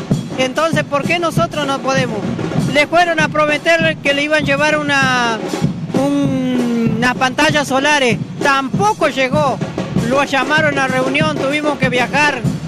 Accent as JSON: {"language": "Spanish", "town": "Valcheta", "region": "Río Negro", "country": "Argentina", "said": "de Valcheta, vengo, pero tengo mi campo afuera del pueblo."}